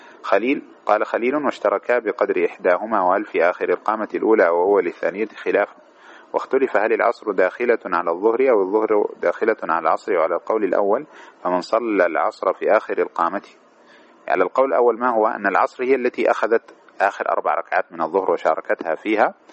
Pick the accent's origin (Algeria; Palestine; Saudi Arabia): Algeria; عندنا في الجنوب الجزائري لا يتحقق دخول الوقت إلا بعد الساعة 12:30 بتوقيت غرينتش